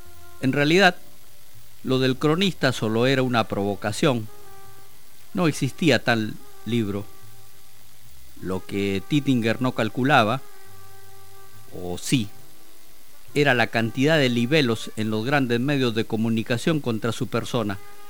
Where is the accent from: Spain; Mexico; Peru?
Peru; Como peruano, debo decir que me gusta la comida típica o de fusión.